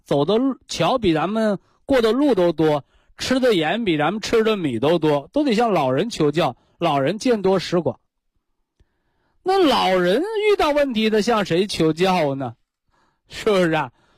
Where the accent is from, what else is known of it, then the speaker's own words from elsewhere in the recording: China; 可以流传千古的书籍和智慧，我们中国人习惯的把它称之为经